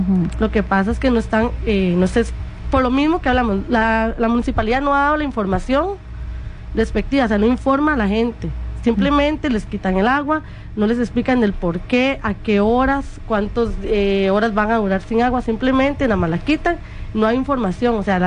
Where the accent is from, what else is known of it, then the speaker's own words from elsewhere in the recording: Poás, Alajuela, Costa Rica; inclusive yo no soy propia de Acerrí, ¿verdad? Soy de Poás.